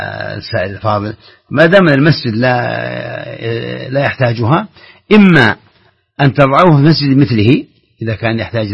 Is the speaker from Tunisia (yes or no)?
no; Saudi Arabia; الريال عندنا في السعودية مثلا هو أصله فضة